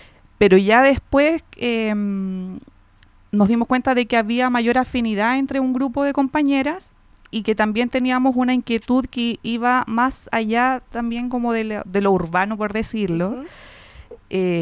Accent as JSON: {"language": "Spanish", "town": "San Bernardo", "region": "Santiago Metropolitan", "country": "Chile", "said": "somos una organización de mujeres, de lesbianas, que somos la mayoría de San Bernardo."}